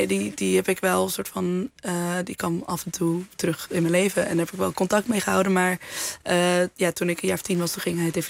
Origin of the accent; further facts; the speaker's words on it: Amsterdam, North Holland, Netherlands; En dat me toen werd gevraagd van, ja, maar waar kom je vandaan? En toen zei ik, naar Amsterdam.